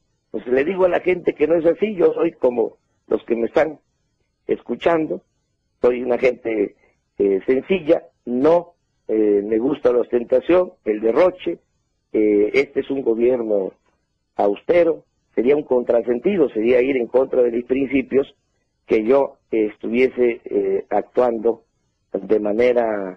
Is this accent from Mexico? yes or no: yes; Mexico; Somos los mexicanos muy comunicativos.